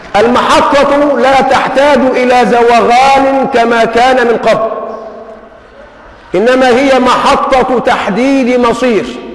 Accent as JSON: {"language": "Arabic", "country": "Egypt", "said": "لما قرأت تاريخ الدول وجدت أننا كمصريين نحسن التقليد"}